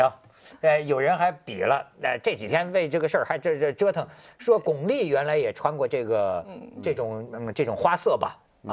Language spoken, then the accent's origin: Chinese; China; 你知道现在我们大陆人聊一个什么话题啊？